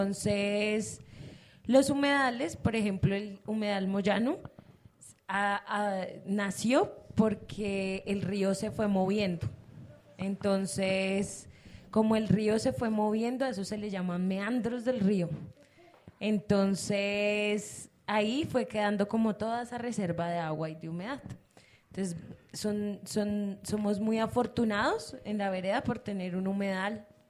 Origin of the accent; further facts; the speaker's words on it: Madrid, Community of Madrid, Spain; Yo soy de aquí de Madrid.